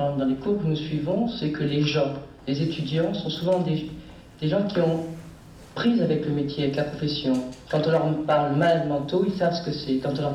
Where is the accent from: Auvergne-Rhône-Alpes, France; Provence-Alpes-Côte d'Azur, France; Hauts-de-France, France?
Provence-Alpes-Côte d'Azur, France; Je suis venu de Provence pour suivre l'enseignement de Vincennes.